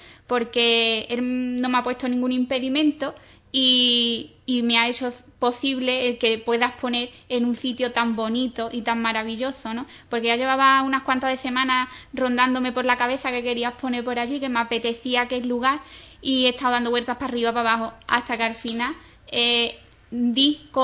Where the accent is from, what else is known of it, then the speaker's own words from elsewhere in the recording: Ubrique, Andalusia, Spain; me he podido embarcar en comprometerme con mi pueblo, en lo que me estaban pidiendo, que expusiera aquí en Ubrique